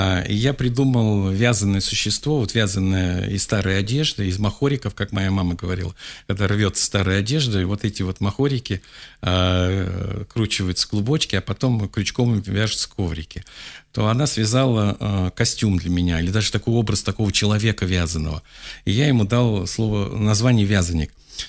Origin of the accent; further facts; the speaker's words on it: Urals, Russia; born there; Я родился на Урале, в маленьком городке Демидовском, таком, там завод Демидовский.